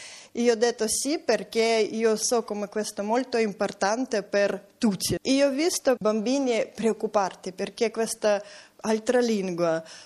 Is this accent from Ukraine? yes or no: yes; Ukraine; Italian is a second language; now in Pordenone, Italy; Sono ucraina e so come è molto difficile imparare lingua italiana